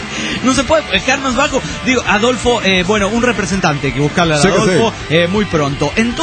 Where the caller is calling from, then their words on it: La Paz, Baja California Sur, Mexico; de La Paz, Baja California.